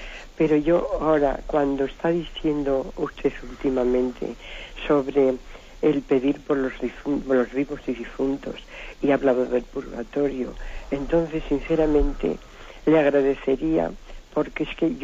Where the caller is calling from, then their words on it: Zaragoza, Aragon, Spain; soy de Zaragoza.